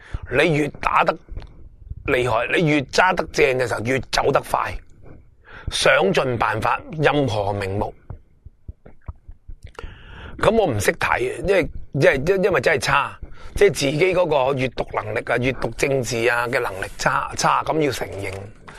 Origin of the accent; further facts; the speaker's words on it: Hong Kong; 我哋香港人后生嗰辈